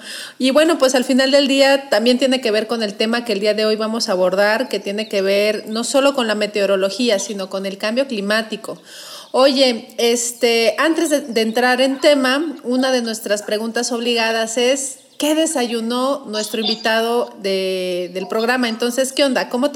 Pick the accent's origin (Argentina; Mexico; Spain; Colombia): Mexico; yo creo que como buenos mexicanos también nos gustan los desayunos consistentes y poderosos para arrancar el día.